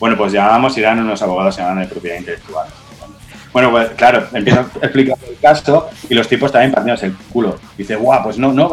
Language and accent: Spanish; Albacete, Castilla-La Mancha, Spain; somos cuatro tíos de Albacete que somos de puta madre